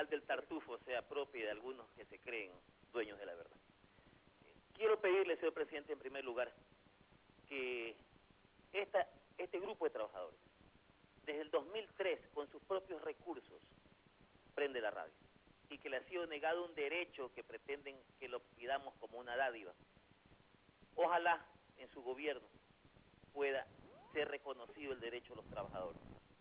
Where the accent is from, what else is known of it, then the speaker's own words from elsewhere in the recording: Guayaquil, Guayas, Ecuador; como guayaquileño, y obviamente de corazón y de nacimiento